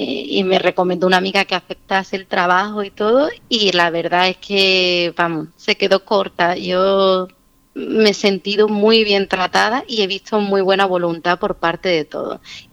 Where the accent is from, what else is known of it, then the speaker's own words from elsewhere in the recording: Seville, Andalusia, Spain; soy de Sevilla y estudié Bellas Artes aquí.